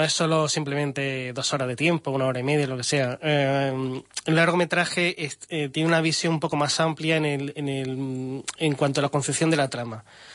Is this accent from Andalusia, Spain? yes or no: yes; Málaga, Andalusia, Spain; now in -; vosotros sois españoles, sí, ¿no? Somos de Málaga, y nosotros también. ¿De dónde? Del Puerto de la Torre.